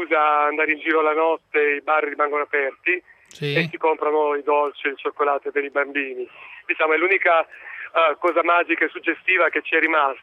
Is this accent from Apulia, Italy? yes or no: yes; Apulia, Italy; Io da pugliese sono veramente sconcertato.